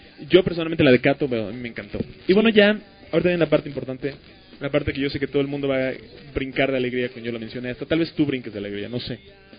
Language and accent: Spanish; Mexico; Como que soy de México